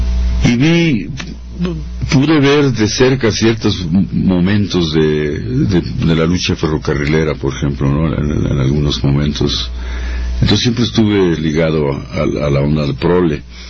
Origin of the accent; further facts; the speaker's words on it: Mexico City, Mexico; en un barrio proletario. Nací en la Guerrero, pero luego me fui a la Plutarco Elías Calles